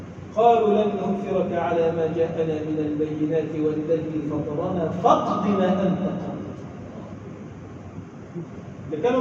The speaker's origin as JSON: {"language": "Arabic", "country": "Egypt", "said": "اللهم اجعل بلدنا مصر بلدا امنا، مطمئنا، سخاء، رخاء"}